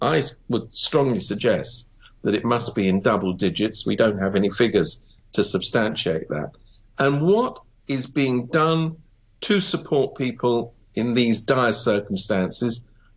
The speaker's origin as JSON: {"language": "English", "country": "United Kingdom", "lives_now": "Hong Kong", "said": "I have to admit, I come from Britain."}